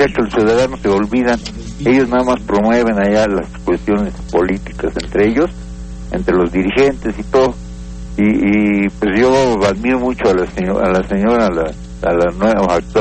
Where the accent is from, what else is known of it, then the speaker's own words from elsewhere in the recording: Mexico City, Mexico; now in Aguascalientes, Mexico; Yo tengo aquí ya 30 años aquí en Aguascalientes, soy del DF